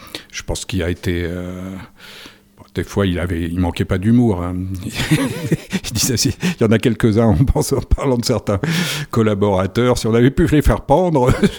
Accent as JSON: {"language": "French", "town": "Paris", "region": "Île-de-France", "country": "France", "tie": "born or raised there", "said": "Moi, j'avais 7 ans, puisqu'on a grandi à Paris, là, dans une rue."}